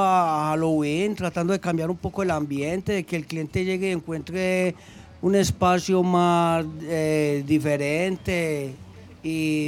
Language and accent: Spanish; Andes, Antioquia, Colombia; yo soy del suroeste, del pueblo de Andes